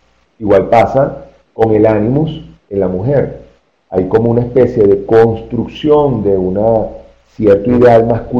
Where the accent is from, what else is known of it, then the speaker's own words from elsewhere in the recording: Venezuela; now in Colombia; les recuerdo que yo soy venezolano, tengo aquí en Colombia muy poco tiempo, llegué apenas en enero